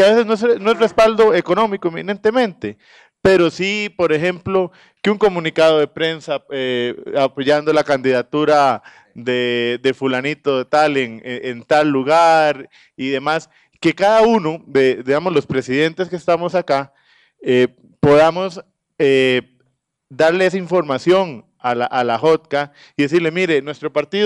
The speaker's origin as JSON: {"language": "Spanish", "region": "Puntarenas", "country": "Costa Rica", "tie": "born there", "said": "encabecé papeleta en la provincia de Punta Arenas, de donde soy natal"}